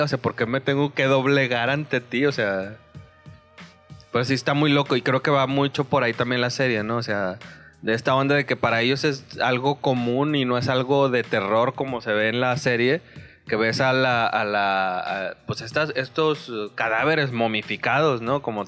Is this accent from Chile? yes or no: no; Mexico; Que para uno como mexicano tiene una connotación diferente